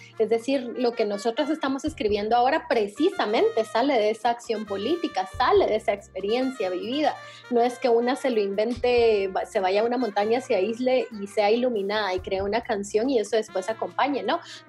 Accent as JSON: {"language": "Spanish", "country": "Guatemala", "tie": "born there", "said": "Pero nací en Guatemala y... y acá no existen ese tipo de oportunidades"}